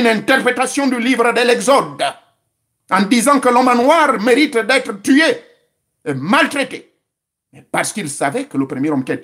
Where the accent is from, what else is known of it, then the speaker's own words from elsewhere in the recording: Gabon; c'est comme ça qu'on l'appelle chez nous au Gabon.